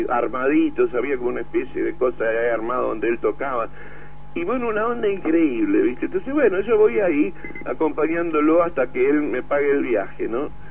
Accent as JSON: {"language": "Spanish", "country": "Argentina", "said": "yo le cuento que yo soy un violero argentina"}